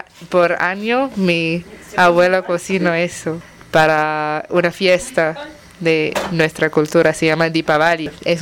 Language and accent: Spanish; Singapore; soy de Singapur.